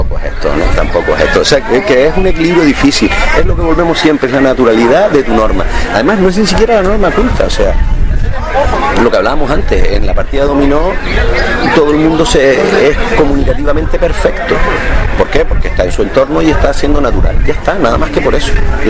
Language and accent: Spanish; Canary Islands, Spain; soy canario porque hablo así, fundamentalmente porque hablo así